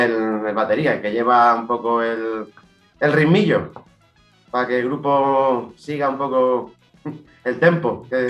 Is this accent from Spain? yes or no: yes; Yecla, Region of Murcia, Spain; Nosotros somos de Yecla.